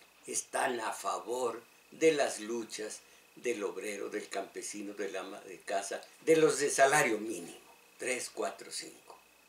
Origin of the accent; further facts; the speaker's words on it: Mexico; Esto, mis paisanos, vivo en México, soy mexicano.